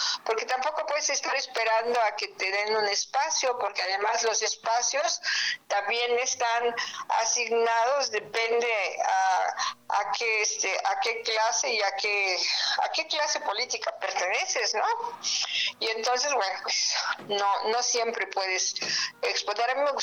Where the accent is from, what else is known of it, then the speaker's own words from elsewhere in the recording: Mexico; mi trabajo sí tiene que ver con todo lo que es nuestra identidad como mexicanos.